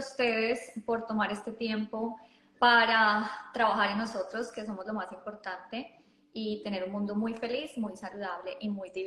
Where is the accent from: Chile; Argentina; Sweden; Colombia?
Colombia; now in Australia; yo soy de Colombia y vivo en Australia, y llegué hace 9 años exactamente.